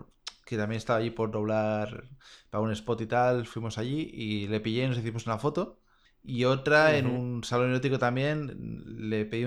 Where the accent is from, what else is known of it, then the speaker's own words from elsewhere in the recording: Catalonia, Spain; Pero claro, nosotros que somos catalanes